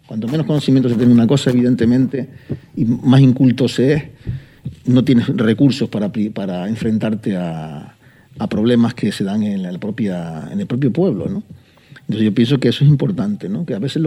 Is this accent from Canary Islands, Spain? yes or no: yes; Los Realejos, Canary Islands, Spain; born there; Yo no nací en Arico, nací en el otro lado de la isla, concretamente en Los Realejos, en un pueblo que se llama La Cruz Santa, un barrio de Los Realejos